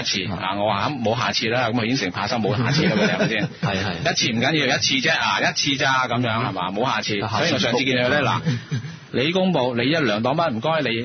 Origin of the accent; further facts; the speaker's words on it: Hong Kong; 我作為香港人，我咪信翻香港人先